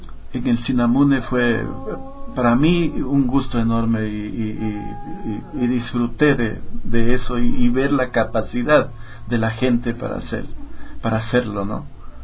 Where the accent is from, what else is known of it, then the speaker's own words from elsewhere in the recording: Loja, Ecuador; now in Quito, Ecuador; También yo estaba ya viviendo acá en Quito, nos venimos los dos desde Loja